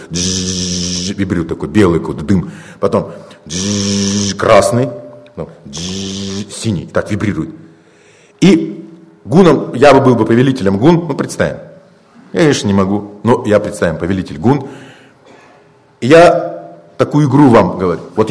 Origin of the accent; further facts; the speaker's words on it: Siberia, Russia; Мы говорим, а мы с Байкала. Потому что это жемчужина.